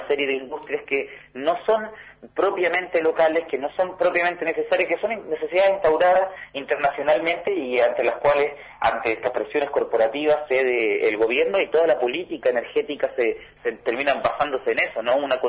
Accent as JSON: {"language": "Spanish", "country": "Chile", "said": "yo soy de Chile"}